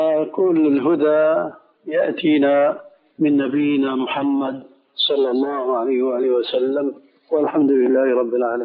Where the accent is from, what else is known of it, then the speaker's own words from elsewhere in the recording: Damascus, Damascus Governorate, Syria; أنا أعرف بعض القضاة في المحاكم الشرعية عندنا في دمشق